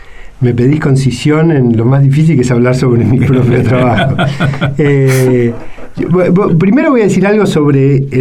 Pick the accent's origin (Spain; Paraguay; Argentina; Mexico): Argentina; Buenos Aires; ¿Qué es Buenos Aires para nosotros que somos de Buenos Aires?